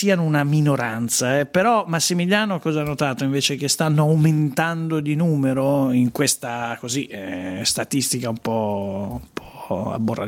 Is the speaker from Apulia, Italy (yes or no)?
no; Sesto San Giovanni, Lombardy, Italy; io sono di Sesto San Giovanni, che è l'Alto Milanese.